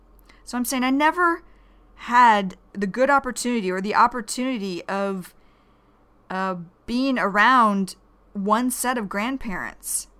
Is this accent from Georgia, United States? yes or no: yes; Georgia, United States; also born or lived in Michigan; Cuz then we moved away from Michigan to Georgia. Michigan is a northern state in America, and Georgia is a southeastern state of America.